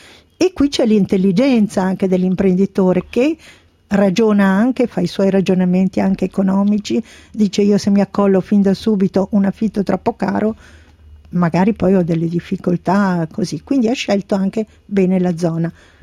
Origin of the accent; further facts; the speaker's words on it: Bergamo, Lombardy, Italy; Beh, io sono di Bergamo, cosa faccio?